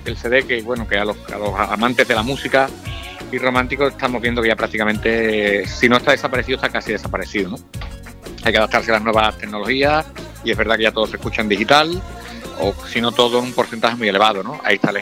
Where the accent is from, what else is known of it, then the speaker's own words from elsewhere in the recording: Andalusia, Spain; de andaluz y ejerzo de andaluz, ¿no? Y esté en Madrid, esté en Barcelona, en París, en Nueva York o en Londres, donde haya ido siempre he ejercido como andaluz y orgulloso, ¿no?, de mi tierra.